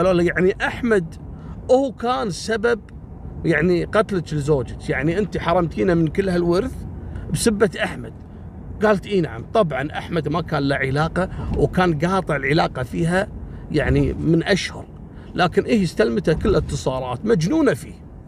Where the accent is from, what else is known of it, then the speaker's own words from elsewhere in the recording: Kuwait; المهم راح إلى جمعية سوبر ماركت كبير عندنا في الكويت في منطقة اسمها منطقة ضاحية عبد الله السالم.